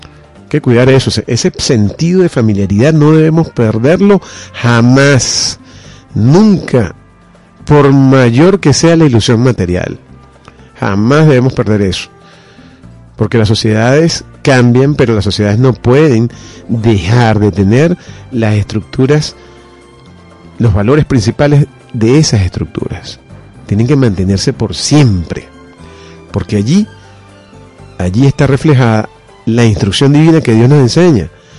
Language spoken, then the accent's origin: Spanish; Venezuela; born there; nosotros nacimos aquí, en esta nación. Nacimos en Venezuela. No solamente somos venezolanos porque dice nuestra cédula que somos venezolanos, sino por el sentimiento que nos conecta con nuestra tierra.